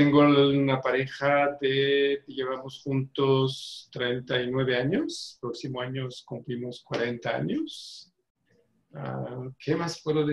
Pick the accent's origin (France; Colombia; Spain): France; Spanish is a second language; moved away as an adult; also born or lived in Algeria / Canada; now in Mexico; Nací en Argelia, en Norte África, pero soy francés porque en esta época Argelia era una colonia francesa, luego pasé como 18 años en Francia, ¿no? Toda mi adolescencia y adultez joven, y después llegué a México en 82, después de haber vivido un año en Canadá.